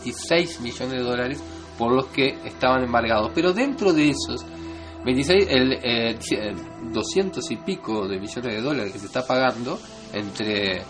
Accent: Uruguay; Como uruguayo me siento en falta.

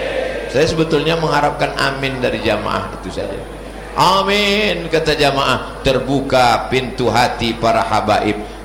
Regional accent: Riau, Indonesia; Saya dari Riau, di Jakarta cuma 3 hari, Jumat, Sabtu, Ahad. Habis itu saya akan pulang.

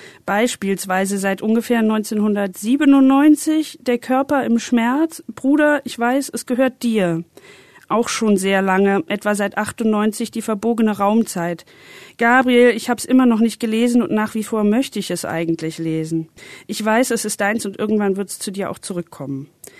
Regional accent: Berlin, Germany; Ich komme aus Berlin und ich bin 31 Jahre alt.

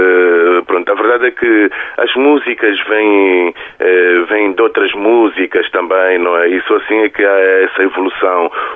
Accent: Angola; eu como angolano também

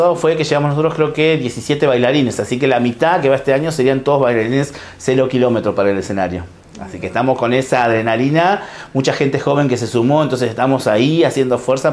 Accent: Cañuelas, Buenos Aires Province, Argentina; somos todos de Cañuelas y somos laburantes.

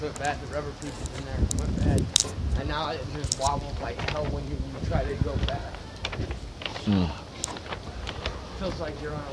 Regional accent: Oakland, California, United States; I'm from here, California.

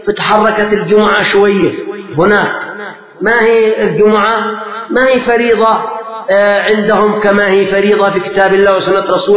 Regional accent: Yemen; صلاة العصر كانت عندنا في اليمن قد تركت في وقتها

